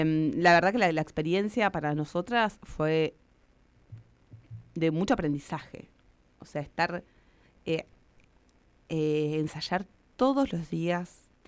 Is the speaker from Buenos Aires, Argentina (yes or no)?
no; La Pampa, Argentina; yo que soy de La Pampa